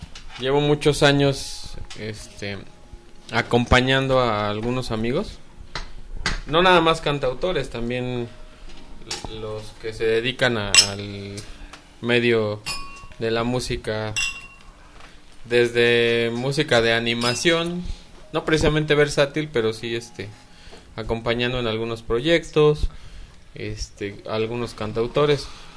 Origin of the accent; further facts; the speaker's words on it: Mexico City, Mexico; now in Pachuca, Mexico; yo vengo del DF.